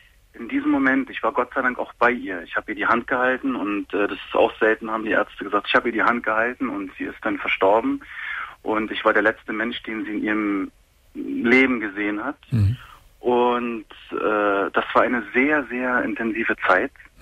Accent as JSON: {"language": "German", "country": "Germany", "said": "Nein, gar nicht. Nein, ich bin Deutscher."}